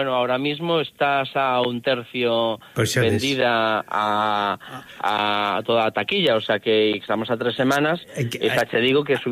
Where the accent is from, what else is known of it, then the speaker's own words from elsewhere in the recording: Pontevedra, Galicia, Spain; a pesar de estar tan próximos a Vigo, que eu son de Pontevedra, pero estamos nada, a menos de media hora de Vigo